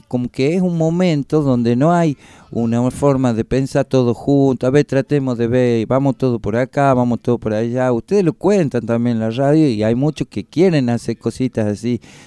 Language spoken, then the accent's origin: Spanish; Argentina; Ay, hoy se dice, ¿qué somos los argentinos? Somos un crisol de raza, dice, ¿no?